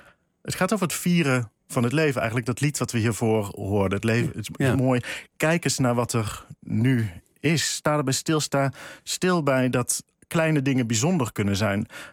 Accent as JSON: {"language": "Dutch", "town": "Eindhoven", "region": "North Brabant", "country": "Netherlands", "said": "En ik zelf kom ook uit Eindhoven. Ik heb nooit dialect geleerd, maar het wel om me heen gehoord."}